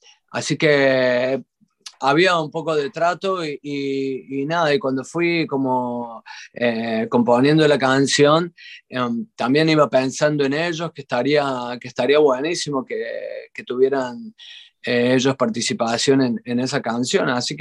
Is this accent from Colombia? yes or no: no; Córdoba, Argentina; now in Spain; de Argentina, de Córdoba, Argentina, de donde soy.